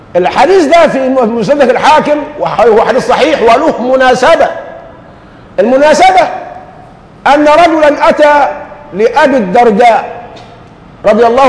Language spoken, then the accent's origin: Arabic; Egypt; هذه ظاهره يعني بتخزينا كمصريين